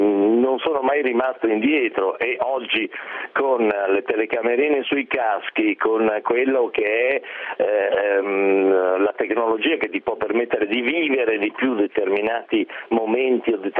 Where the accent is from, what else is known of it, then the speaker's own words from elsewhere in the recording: Milan, Lombardy, Italy; now in Monferrato, Italy; io sono milanese puro sangue, vivo nel Monferrato, quindi vi raccolgo un po' tutti e due